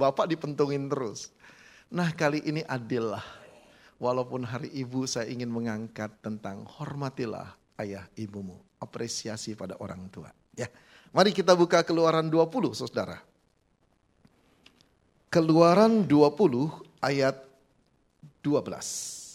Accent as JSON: {"language": "Indonesian", "region": "Jakarta", "country": "Indonesia", "moved": "as an adult", "lives_now": "Malang, Indonesia", "said": "sudah belasan tahun di sana, walaupun saya berasal dari Jakarta"}